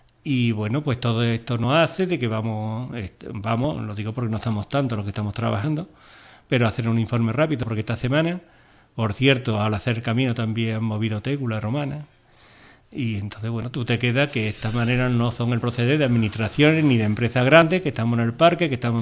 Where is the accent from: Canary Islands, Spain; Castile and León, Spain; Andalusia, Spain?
Andalusia, Spain; Ubrique; Porque estamos en Ubrique, somos de Ubrique